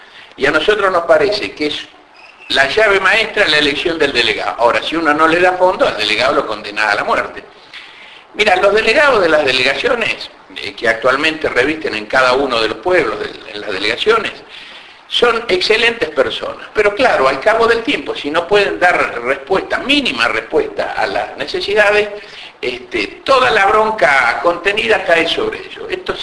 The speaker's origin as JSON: {"language": "Spanish", "town": "Loma Negra", "region": "Buenos Aires Province", "country": "Argentina", "said": "Yo soy de Loma Negra, este sentido de discriminación existe, real"}